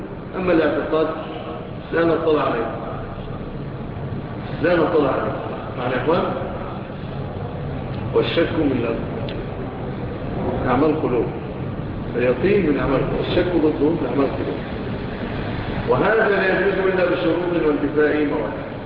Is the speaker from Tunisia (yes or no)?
no; Egypt; لا سيما بلادنا مصر